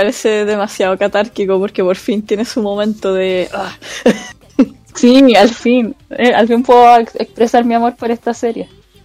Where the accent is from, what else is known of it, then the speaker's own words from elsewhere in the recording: Santiago, Santiago Metropolitan Region, Chile; Yo soy de Santiago, pero por un periodo de mi vida muy breve viví en La Serena.